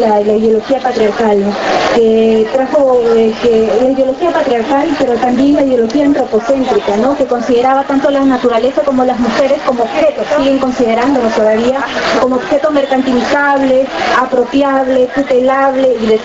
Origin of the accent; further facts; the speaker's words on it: Lima, Peru; born there; yo vengo pues, de Perú, nací en Lima, pero de padres.